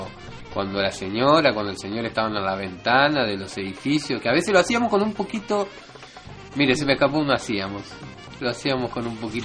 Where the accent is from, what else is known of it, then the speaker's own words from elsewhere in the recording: Uruguay; Como uruguayo me siento en falta.